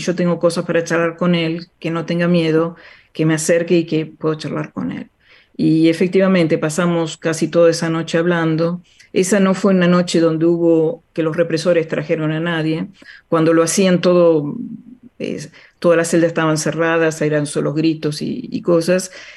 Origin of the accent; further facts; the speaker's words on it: La Plata, Buenos Aires Province, Argentina; es un momento un poco fuerte para mí porque yo soy de La Plata.